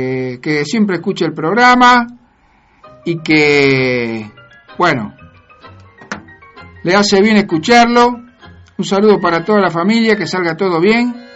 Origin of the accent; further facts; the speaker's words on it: Buenos Aires, Argentina; Como los porteños tenemos fama de sanatero